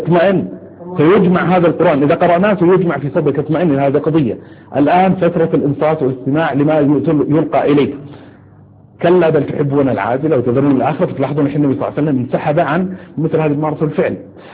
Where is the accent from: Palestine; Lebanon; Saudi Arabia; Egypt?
Saudi Arabia; أحد الظواهر تشكلت عندنا في السعودية ثورة الأسهم